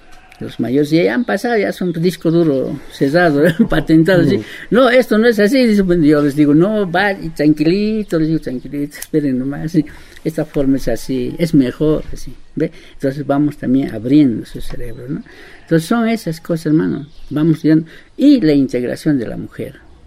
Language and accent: Spanish; La Paz, Bolivia; Soy del Consejo de Amautas Indígenas del Tahuantín Suyo, de Corea Suyo, Bolivia, La Paz.